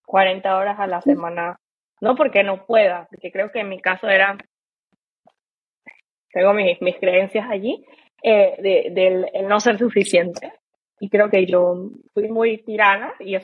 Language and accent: Spanish; Panama; now in Germany; en mi caso, por ejemplo, que vengo de Panamá